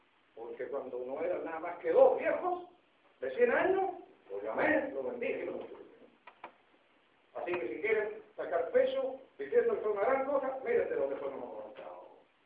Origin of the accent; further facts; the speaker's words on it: Chile; Nos caracteriza a nosotros, especialmente como chilenos. Nos caracteriza la mala memoria.